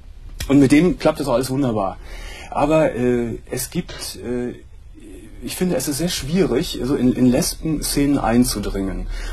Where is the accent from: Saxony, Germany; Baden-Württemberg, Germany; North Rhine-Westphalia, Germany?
North Rhine-Westphalia, Germany; Gummersbach; also jetzt hier in Nordrhein-Westfalen, beispielsweise in Paderborn oder in Gummersbach, wo ich herkomme, lebt, ist das nicht so einfach.